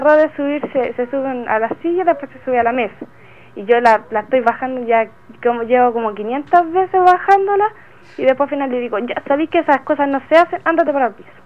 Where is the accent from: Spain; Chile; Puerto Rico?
Chile; Puente Alto, Santiago Metropolitan Region; yo ahora estoy, te puedo decir, de visita acá. Porque yo soy nacida y criada en Puente Alto, pero estaba un tiempo viviendo en el sur.